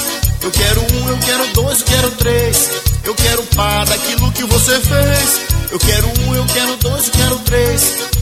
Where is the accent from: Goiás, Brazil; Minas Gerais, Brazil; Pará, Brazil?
Pará, Brazil; Belém; Olha que eu sou de Belém, hein? Chegando aqui em Fortaleza, chamegando.